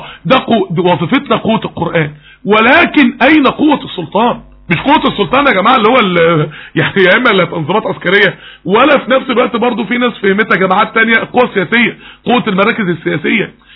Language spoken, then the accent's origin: Arabic; Mansoura, Dakahlia, Egypt; في احد الجامعات عندنا في المنصورة